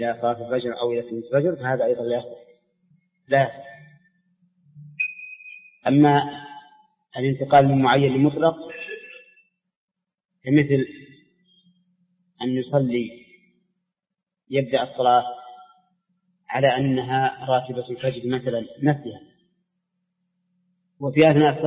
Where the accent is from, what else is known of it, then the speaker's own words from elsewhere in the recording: Saudi Arabia; متأخر عن بلادنا السعودية